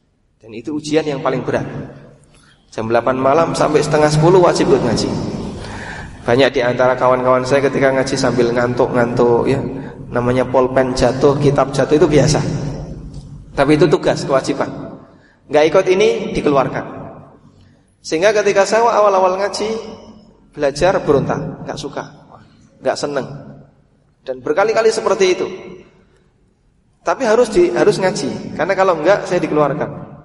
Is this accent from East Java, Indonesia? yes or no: yes; Paciran, East Java, Indonesia; Saya datang dari Lamongan, Lamongannya jauh dari kota, pelosok, desanya namanya Paciran.